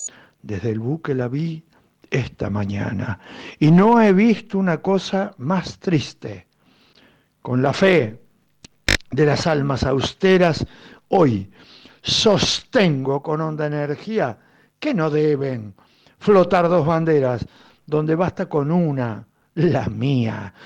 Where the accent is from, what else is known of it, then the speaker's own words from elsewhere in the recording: Argentina; Soy argentino.